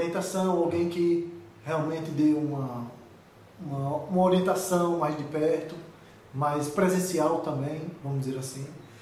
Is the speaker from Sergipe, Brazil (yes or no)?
yes; Aracaju, Sergipe, Brazil; Sou daqui de Aracaju mesmo.